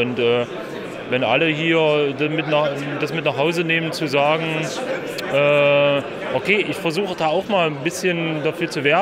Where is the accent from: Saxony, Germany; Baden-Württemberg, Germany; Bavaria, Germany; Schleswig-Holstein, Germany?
Saxony, Germany; Also ich komme aus dem Erzgebirge, bin extra hierher gefahren